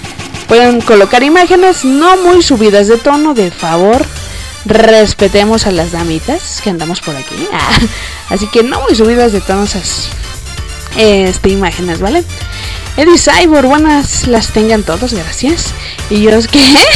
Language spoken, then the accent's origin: Spanish; Mexico; Así es, yo soy de México. Ay, ¿cómo no? Somos de México y andamos aquí con el bigotito y todo.